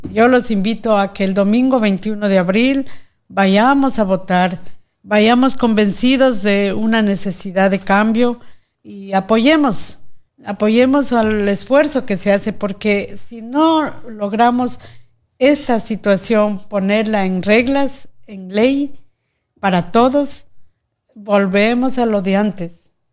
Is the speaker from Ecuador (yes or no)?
yes; Ecuador; sino porque como ecuatorianos queremos decir basta a tanto atropello